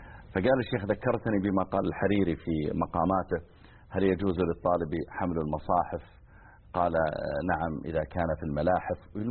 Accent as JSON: {"language": "Arabic", "town": "Mizal", "region": "Riyadh Province", "country": "Saudi Arabia", "tie": "born or raised there", "said": "بعض المناطق مثل ديرتنا احنا مثلا مزعل صغيرة يعني، وجنبها القوعية أكبر منها."}